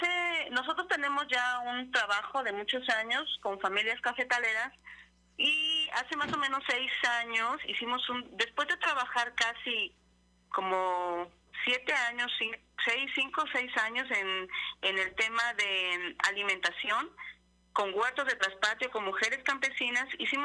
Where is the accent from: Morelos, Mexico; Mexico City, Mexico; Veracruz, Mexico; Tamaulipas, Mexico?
Veracruz, Mexico; Ixhuatlán del Café; Yo estoy ahorita en Izhuatlán del Café Veracruz, aquí entre Huatusco y Córdoba.